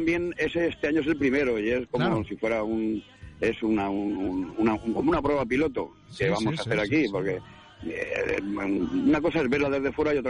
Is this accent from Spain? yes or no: yes; Alicante, Valencian Community, Spain; Somos de Alicante Capital